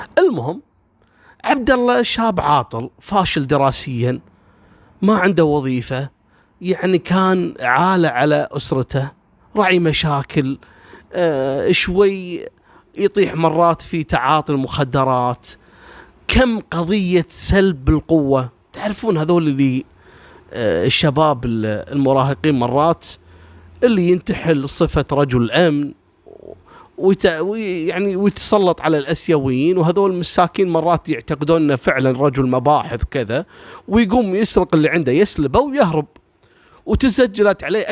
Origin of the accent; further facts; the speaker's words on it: Kuwait; عندنا في الكويت هنا